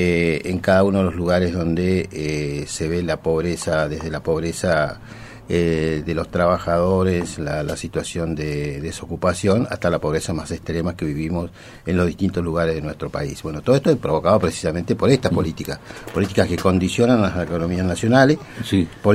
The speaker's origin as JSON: {"language": "Spanish", "country": "Argentina", "said": "somos todos los argentinos los que pagamos la enorme riqueza"}